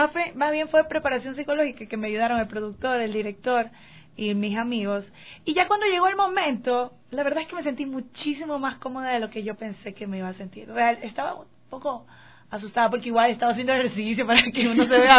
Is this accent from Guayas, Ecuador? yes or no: yes; Guayaquil, Guayas, Ecuador; como nosotros somos de Guayaquil